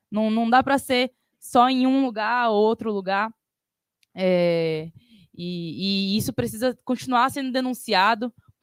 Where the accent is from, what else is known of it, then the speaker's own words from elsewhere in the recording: Salvador, Bahia, Brazil; moved away as an adult; now in São Paulo, Brazil; Sou de Salvador, vim para cá, para São Paulo, para fazer minha faculdade.